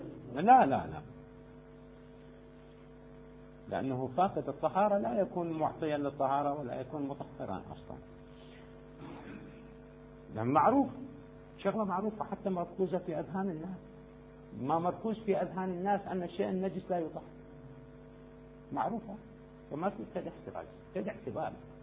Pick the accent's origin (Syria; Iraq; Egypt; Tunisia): Iraq; يوجد السدر عندنا في العراق كثير